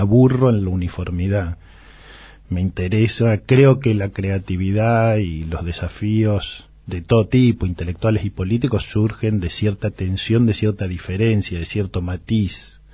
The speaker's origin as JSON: {"language": "Spanish", "country": "Argentina", "said": "yo soy un argentino, un antropólogo que trata de que los debates de las universidades no queden adentro de las universidades"}